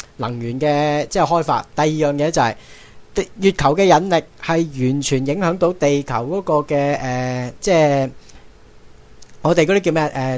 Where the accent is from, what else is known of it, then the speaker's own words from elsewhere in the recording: China; 我自己觉身为一个中国人，我好自豪。